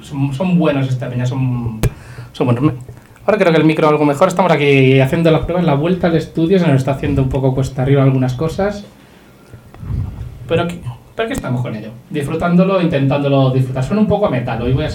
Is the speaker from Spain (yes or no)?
yes; Castile, Spain; La meseta, somos castellanos orgullosos, pero uff